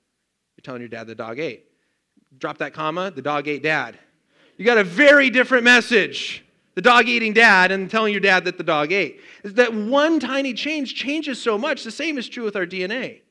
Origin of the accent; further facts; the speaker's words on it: Colorado, United States; I grew up in Colorado. It's like, oh, the beach would be so nice.